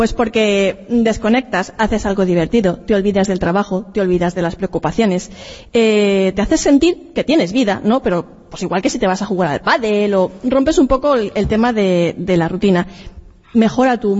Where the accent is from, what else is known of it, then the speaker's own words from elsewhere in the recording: Monforte del Cid, Valencian Community, Spain; Yo soy de Monforte de Cid, soy alicantina, tenemos fiestas de moros y cristianos